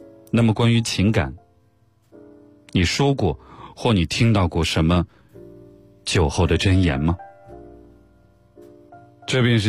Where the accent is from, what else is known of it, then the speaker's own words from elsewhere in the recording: Northeast China, China; 我很少喝酒，作为一个东北人，在外面我跟别人说自己不会喝酒